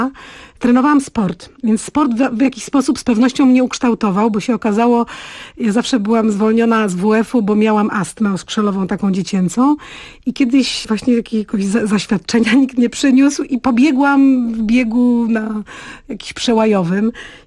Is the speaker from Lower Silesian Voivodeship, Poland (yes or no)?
no; Białystok, Podlaskie Voivodeship, Poland; Jestem dziewczyną z Białegostoku, gdzie poczucie humoru podlaskie takie jest takie właśnie konkretne, specyficzne.